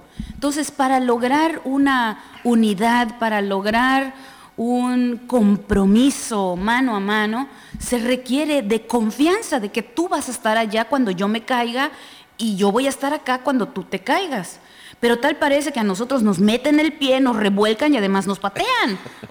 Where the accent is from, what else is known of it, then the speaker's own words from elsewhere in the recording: Mexico; Sí, la comparto como mexicana